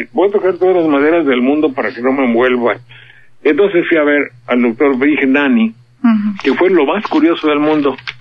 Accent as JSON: {"language": "Spanish", "country": "Mexico", "said": "Ahí estoy, señor, soy mexicano, mi tierra es Bravía"}